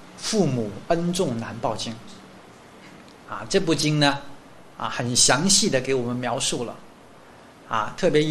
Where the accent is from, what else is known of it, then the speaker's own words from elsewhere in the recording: Guangzhou, Guangdong, China; 这是我自己我家乡哈、啊、广州市